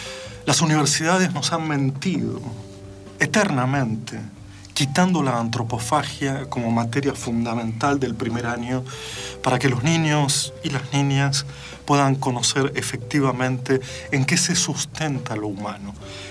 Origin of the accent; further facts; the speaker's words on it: Brazil; Spanish is a second language; Pero somos brasileros, sí